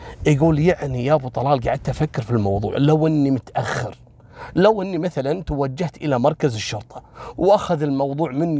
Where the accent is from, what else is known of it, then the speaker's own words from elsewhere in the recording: Kuwait; حصلت عندنا في الكويت قصة والله العظيم انا ماني قادر انساها